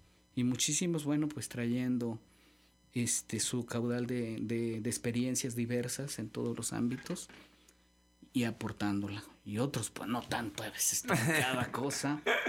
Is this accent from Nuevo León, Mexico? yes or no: no; Xalapa, Veracruz, Mexico; los jalapeños pues somos la Atenas veracruzana, la cuna de la educación, de la normal veracruzana y demás.